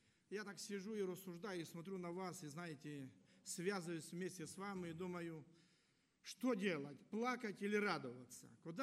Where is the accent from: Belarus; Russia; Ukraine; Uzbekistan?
Ukraine; Western Ukraine; Я приехал из Западной Украины, там тоже, знаете, они по-своему празднуют.